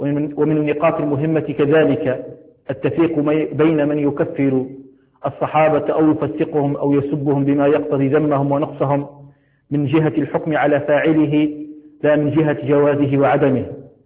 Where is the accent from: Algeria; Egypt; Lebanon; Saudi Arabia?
Algeria; حال الأحوال الجوية في بلدنا الجزائر